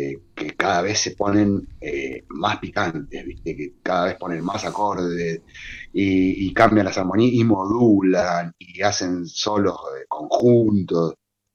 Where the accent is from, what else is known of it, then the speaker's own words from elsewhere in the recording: Córdoba, Argentina; Yo soy cordobés y toda mi familia es cordobés, es de Córdoba. Ahí tenemos cumbia y cuarteto para tirar para arriba, así que yo medio me crié con eso.